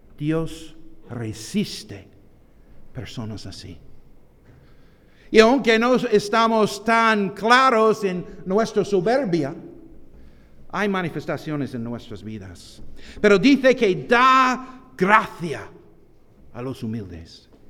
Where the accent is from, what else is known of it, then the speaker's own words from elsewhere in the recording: United States; Spanish is a second language; en mi país hay una gorra roja que indica un poco de soberbia también